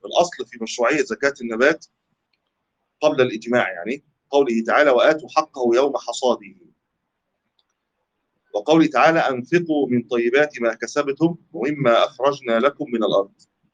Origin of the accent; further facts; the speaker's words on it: Egypt; قد لا يكون عندنا في مصر التمر قوت